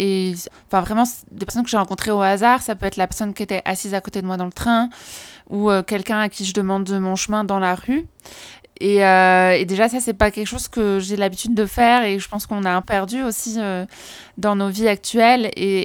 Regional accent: France; il faudrait que je le fasse chez moi, en France

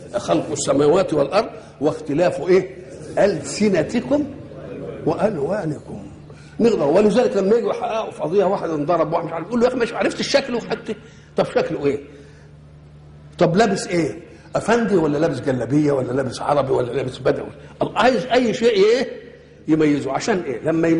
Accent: Egypt; أنا مصري،

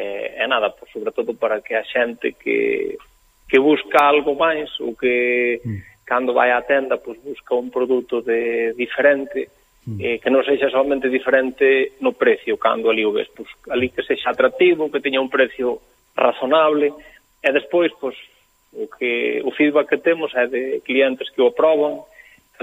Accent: Galicia, Spain; E nós somos galegos, pero somos españoles tamén.

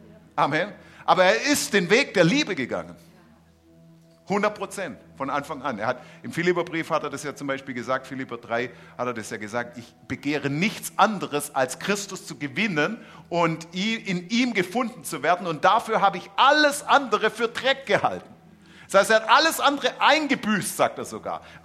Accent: Stuttgart, Baden-Württemberg, Germany; Ich bin da ja aufgewachsen in Untertürkheim.

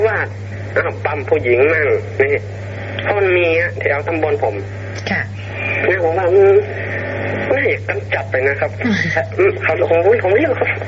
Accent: Chiang Mai, Thailand; ผมเป็นคนเชียงใหม่

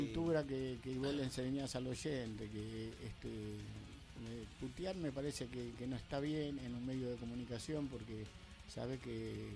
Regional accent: Esteban Echeverría, Buenos Aires Province, Argentina; somos todos de Esteban Echeverría.

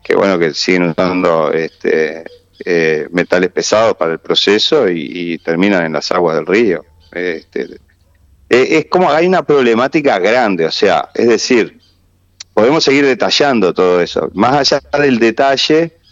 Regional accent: Santa Lucía, Canelones, Uruguay; yo en particular vivo en Santa Lucía, la mayoría de quienes estamos en la asamblea somos oriundos de Santa Lucía

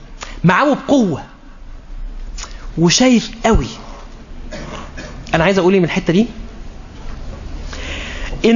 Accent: Egypt; بمعنى عندنا في مصر بيقولوا ايه، الترتيب للشغل ها اهم من الشغل

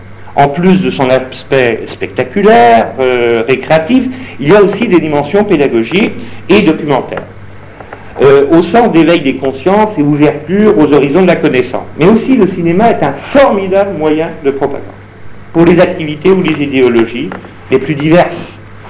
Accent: Brittany, France; moi, je suis breton, je peux vous dire que c'était la bagarre.

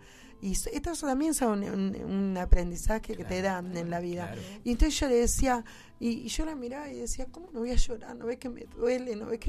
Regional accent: Buenos Aires, Argentina; yo me crié en Villa Lugano. Mi mamá me trajo a los 6 meses y de ahí me crié, sé cómo son las cosas, cómo se vive.

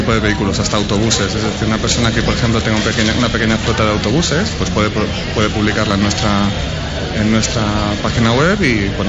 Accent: Madrid, Community of Madrid, Spain; born there; also born or lived in Washington; Yo soy medio estadounidense, nací en Madrid y viví un tiempo en Washington, en la capital de Estados Unidos.

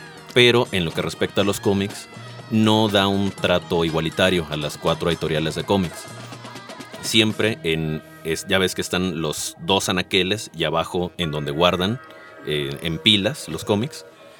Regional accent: Villahermosa, Tabasco, Mexico; en mi pueblo, en Villahermosa, Tabasco, donde no existe una librería como tal

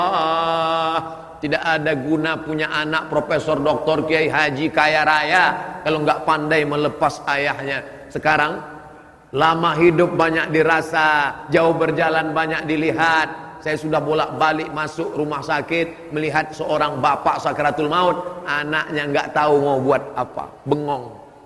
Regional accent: Sumatra, Indonesia; born there

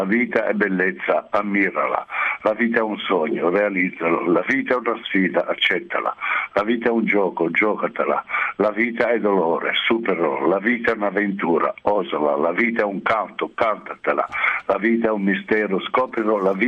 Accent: Genoa, Liguria, Italy; Sono genovese

